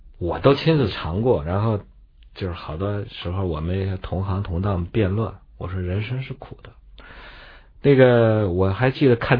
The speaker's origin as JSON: {"language": "Chinese", "region": "Shanxi", "country": "China", "said": "山西，我们老家。"}